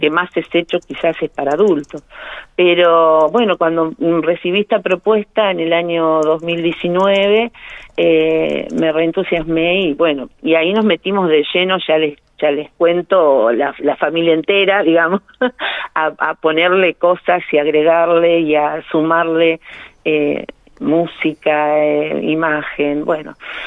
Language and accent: Spanish; La Pampa, Argentina; Nosotros somos todos de La Pampa